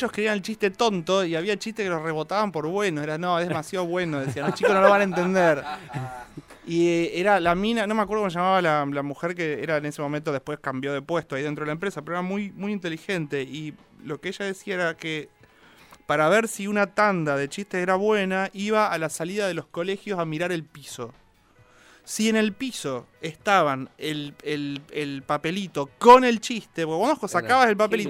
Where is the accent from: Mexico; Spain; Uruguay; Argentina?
Argentina; Rosario, Santa Fe; now in Buenos Aires, Argentina; yo soy de Rosario. Y muy pendejo empecé a publicar y a vivir de eso